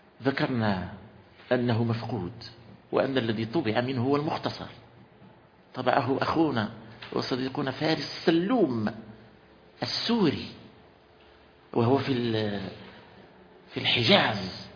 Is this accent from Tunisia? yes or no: no; Morocco; وليس بمقدورنا نحن أن نفعل، ونحن من أبناء المغرب